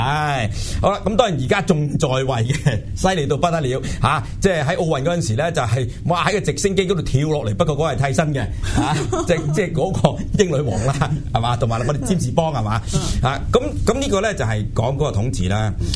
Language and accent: Cantonese; China; 我哋中国人嚟讲咧，我哋嫁俾人咧